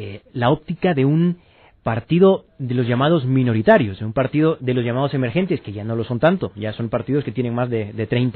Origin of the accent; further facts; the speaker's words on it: Honduras; conviviendo como hondureños.